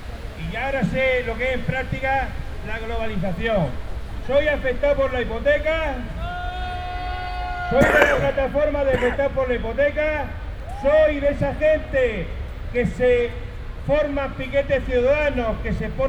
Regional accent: Region of Murcia, Spain; Yo soy murciano, soy parado ya 3 años y medio, estoy en todas las estadísticas, mayor de 45 años

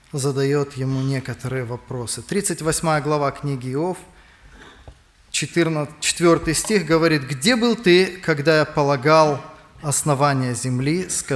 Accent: Kiryat Gat, Southern District, Israel; Я из Израиля, из города Кириат-Гат.

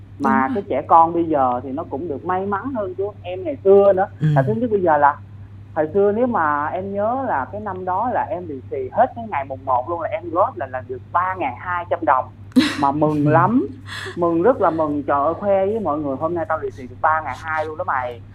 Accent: Sóc Trăng, Vietnam; now in Vũng Tàu, Vietnam; Hiện tại thì em đang làm việc và ở thành phố Vũng Tàu, còn nhân quê em thì ở Sóc Trăng

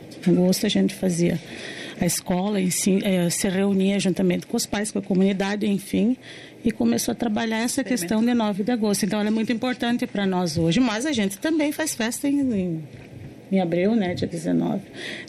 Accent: Paraná, Brazil; Eu sou paranaense, meus irmãos são paranaenses.

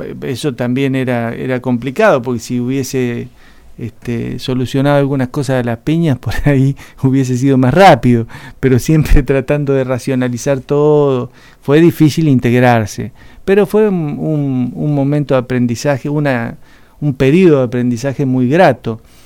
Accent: Santa Rosa, La Pampa, Argentina; Yo soy nacido en Villa del Busto.

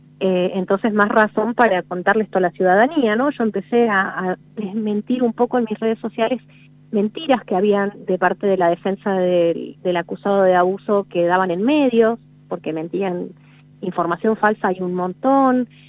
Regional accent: La Rioja, Argentina; Sí, soy de La Rioja, escribo para un medio nacional

